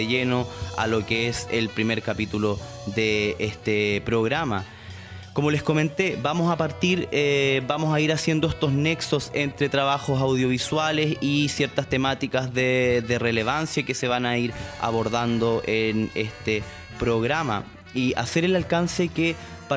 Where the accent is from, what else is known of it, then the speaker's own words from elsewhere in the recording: Araucanía, Chile; soy de Chile, provengo de la región de la Araucanía, en el sur del territorio que hoy se conoce como Chile, más históricamente es el Hualmapu, territorio ancestral del pueblo mapuche